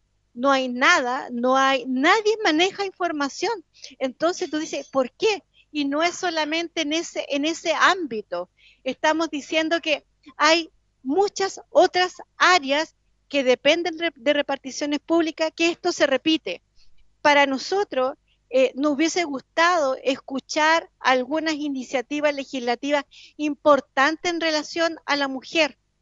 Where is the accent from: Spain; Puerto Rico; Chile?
Chile; para el mundo, para el exterior, Chile somos los jaguares